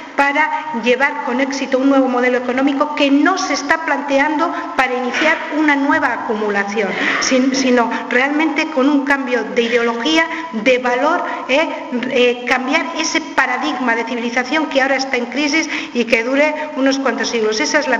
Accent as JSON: {"language": "Spanish", "region": "Catalonia", "country": "Spain", "said": "Solo una cosa, soy catalana, ¿eh?"}